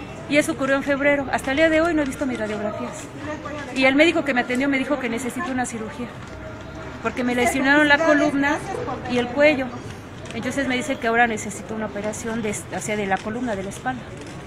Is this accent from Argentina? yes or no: no; Mexico City, Mexico; born there; Soy nacida en la Ciudad de México.